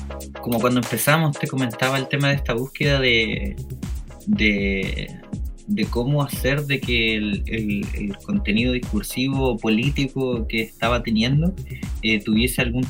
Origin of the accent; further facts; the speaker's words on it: Punta Arenas, Magallanes, Chile; moved away; yo soy de Punta Arenas. Allá llegaba muy poquita tecnología en ese tiempo cuando yo vivía por allá.